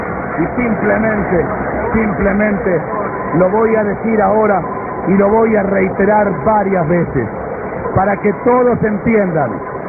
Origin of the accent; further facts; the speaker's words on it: Argentina; la emoción que desatamos porque somos argentinos